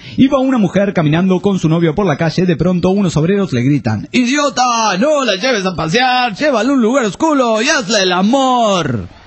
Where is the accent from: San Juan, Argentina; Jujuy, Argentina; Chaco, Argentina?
San Juan, Argentina; Soy de San Juan y espero, estoy más al pedo que ustedes.